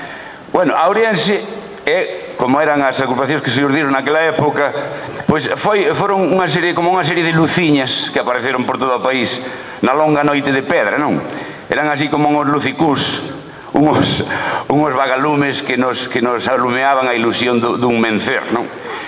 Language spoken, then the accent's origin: Galician; Galicia, Spain; Ya que me, a autoestima como galego.